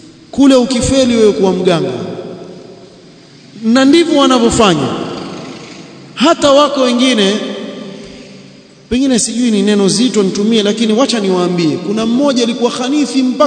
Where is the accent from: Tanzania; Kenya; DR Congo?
Kenya; Mombasa, Mombasa County; kuna bwana mmoja kule kwetu kule Mombasa